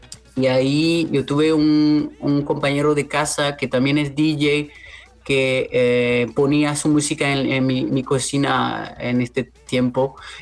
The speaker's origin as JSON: {"language": "Spanish", "region": "Brittany", "country": "France", "moved": "yes", "lives_now": "Berlin, Germany", "said": "Yo vivo ahora en Berlín, Alemania, soy un francés, vengo de la costa atlántica de Francia, un lugar que se llama Bretaña"}